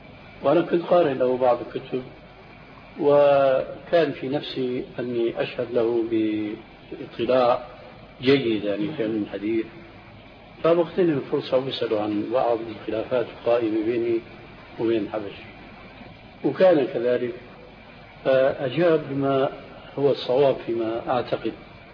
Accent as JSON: {"language": "Arabic", "country": "Syria", "said": "بيحكوا النكتة عندنا في الشام"}